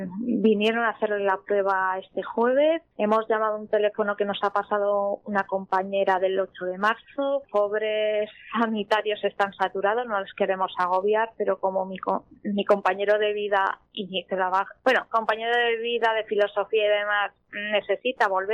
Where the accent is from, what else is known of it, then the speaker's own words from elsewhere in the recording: Canillas de Albaida, Andalusia, Spain; a la gente de mi pueblo, Canillas de Albaida, Málaga, que les quiero un montón. Esto está en Andalucía, por cierto.